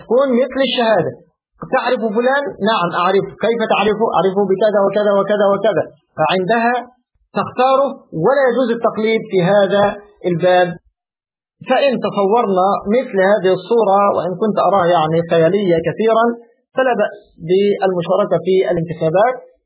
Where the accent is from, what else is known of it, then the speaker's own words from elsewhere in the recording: Egypt; أنا أتكلم على الحال عندنا في مصر